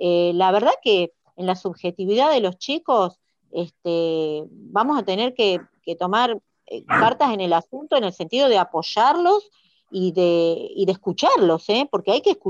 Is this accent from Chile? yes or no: no; Hurlingham, Buenos Aires Province, Argentina; yo soy de Hurlingham, Silvia, y tenemos la escuela industrial de acá